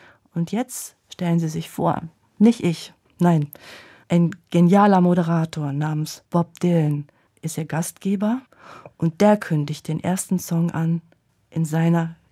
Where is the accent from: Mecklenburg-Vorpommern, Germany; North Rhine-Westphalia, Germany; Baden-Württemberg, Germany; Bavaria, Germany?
North Rhine-Westphalia, Germany; Schwelm; Das Schwelm liegt am Rand vom Ruhrgebiet und ich bin dort groß geworden in einem 3-Etagen-Haus.